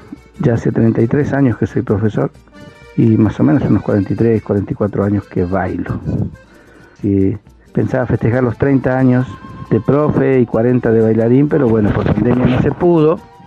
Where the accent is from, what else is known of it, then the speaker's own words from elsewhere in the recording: Argentina; este arte que nos representa como argentinos